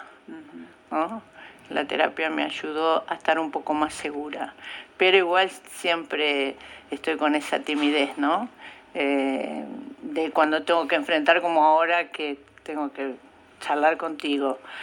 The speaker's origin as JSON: {"language": "Spanish", "region": "La Pampa", "country": "Argentina", "tie": "born or raised there", "moved": "yes", "said": "Como cuando yo vine de La Pampa, ¿no?"}